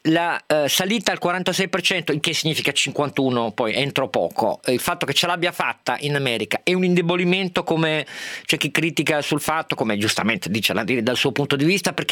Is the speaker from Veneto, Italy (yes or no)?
no; Turin, Piedmont, Italy; Lo saluto da Torinese